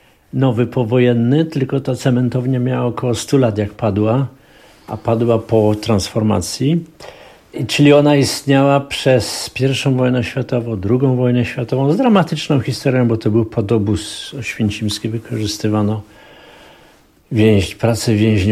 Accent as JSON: {"language": "Polish", "town": "Katowice", "region": "Silesian Voivodeship", "country": "Poland", "tie": "born there", "said": "ja właściwie się urodziłem w Katowicach, ale moje związki z Katowicami są bardzo serdeczne"}